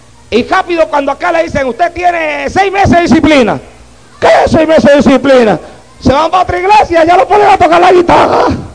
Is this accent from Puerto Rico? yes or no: yes; Puerto Rico; cuando yo salí de Puerto Rico para acá, a mí me dijeron que acá yo no podía predicar como predicaba en Puerto Rico